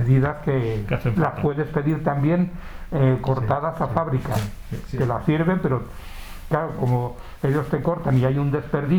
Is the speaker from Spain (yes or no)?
yes; Alaejos, Castile and León, Spain; De Alaejos. El 80% de la gente que sale de Alaejos, casi todo va al norte.